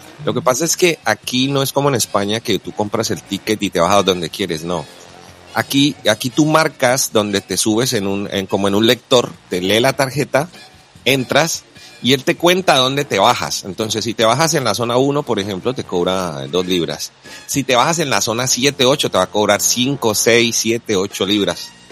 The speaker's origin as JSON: {"language": "Spanish", "town": "Cali", "region": "Valle del Cauca", "country": "Colombia", "said": "Bueno, yo soy caleño, ¿no? Recuerden que en Cali a veces pasaba de que el bus se varaba."}